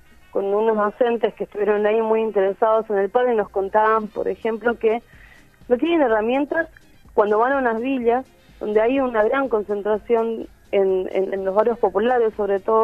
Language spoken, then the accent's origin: Spanish; Paraguay; Yo soy de Paraguay.